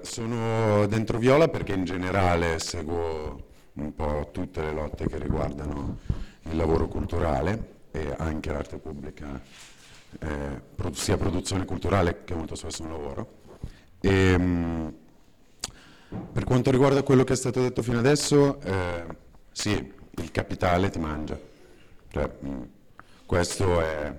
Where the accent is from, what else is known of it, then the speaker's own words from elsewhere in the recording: Milan, Lombardy, Italy; vengo da Milano